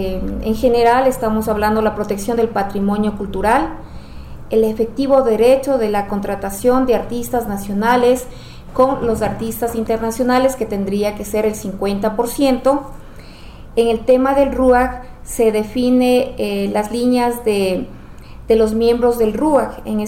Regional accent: Ecuador; nosotros como ecuatorianos no sabemos nuestra identidad

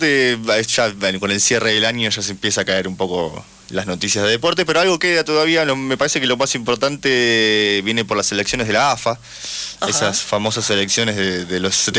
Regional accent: Argentina; Igual estaría bueno como argentino

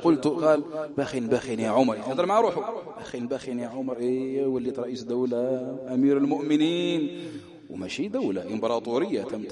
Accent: Algeria; فتح الله، هذا من أهل بلدنا الجزائر

